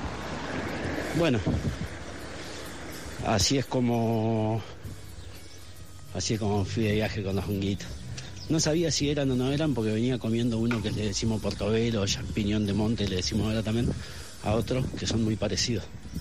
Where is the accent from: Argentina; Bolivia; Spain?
Argentina; Concepción del Uruguay, Entre Ríos; born there; aquí en la villa del Arroyo de la China, colonialmente renombrada Concepción del Uruguay, ciudad donde nací, en Entre Ríos